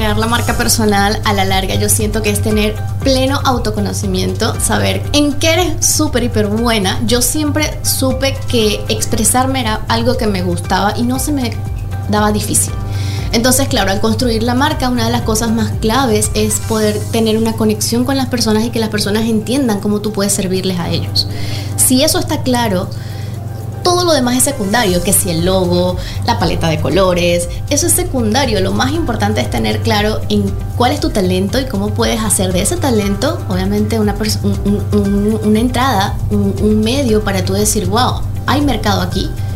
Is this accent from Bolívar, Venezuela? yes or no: no; Caracas, Capital District, Venezuela; Venezolana, caraqueña.